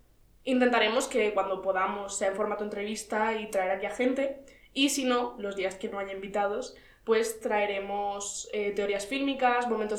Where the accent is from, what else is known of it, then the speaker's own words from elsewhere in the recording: Almería, Andalusia, Spain; moved away as an adult; now in Madrid, Spain; soy de Almería, Andalucía, representando. Y vine a Madrid a estudiar comunicación audiovisual.